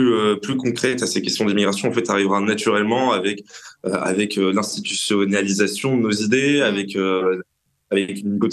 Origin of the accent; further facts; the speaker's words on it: France; c'est globalement la place que nous, en tant que Français, occidentaux, Européens, voulons retrouver dans l'histoire